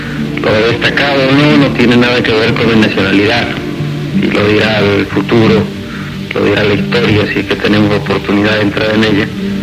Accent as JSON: {"language": "Spanish", "town": "Rosario", "region": "Santa Fe", "country": "Argentina", "tie": "born there", "said": "nací en la Argentina."}